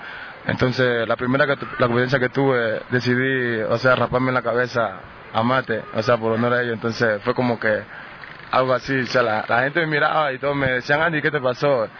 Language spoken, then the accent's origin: Spanish; Rioverde, Esmeraldas, Ecuador; born there; Nací en el cantón de Riverde, en la provincia de Esmeralda. O sea, nací en un barrio humilde, pobre